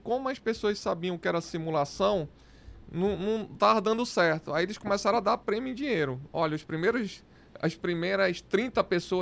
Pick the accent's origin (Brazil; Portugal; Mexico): Brazil; Primeiro, eu sou brasileiro, né?